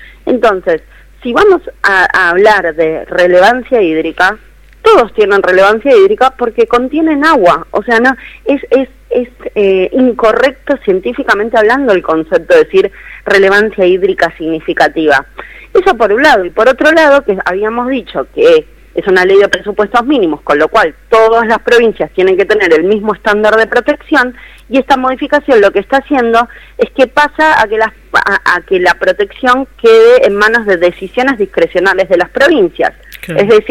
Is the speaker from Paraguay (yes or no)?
no; Buenos Aires, Argentina; porque yo, por ejemplo, soy de la Ciudad Autónoma de Buenos Aires